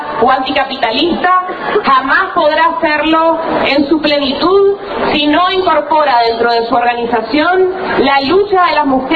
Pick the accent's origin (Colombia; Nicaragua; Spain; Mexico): Nicaragua; now in Argentina; Yo soy nicaragüense, popularmente conocida en Argentina como ….